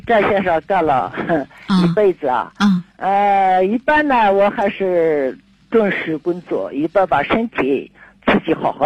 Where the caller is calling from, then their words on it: Xining, Qinghai, China; 今年78岁了。